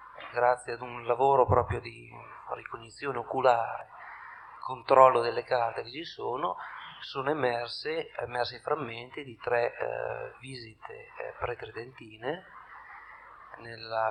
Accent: Tortona, Piedmont, Italy; vengo da Tortona.

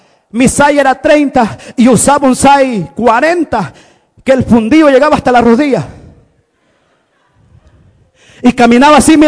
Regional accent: El Salvador; now in United States; Yo soy salvadoreño dos veces, hermano. De mi país, El Salvador, y del Salvador de arriba.

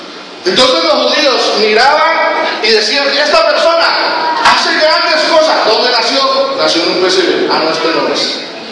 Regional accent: Colombia; porque nosotros pensamos como colombianos

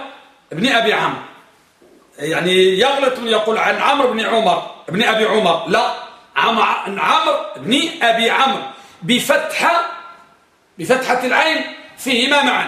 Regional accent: Morocco; الملقب عندنا بالمغرب الملقم تلقيمة، يعني لقب

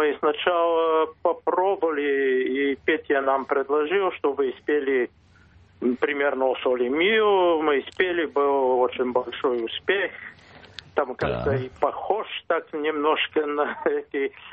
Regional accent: Bulgaria; Я из Болгарии.

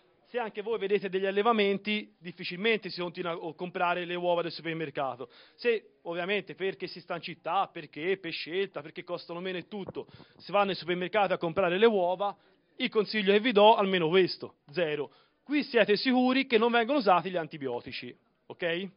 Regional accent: Tuscany, Italy; Allora, siamo del Chianti, questa vi tocca.

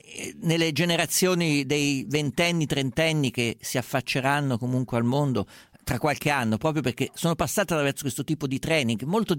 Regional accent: central Italy, Italy; non sono certo uno che ci va liscio, essendo umbro toscano

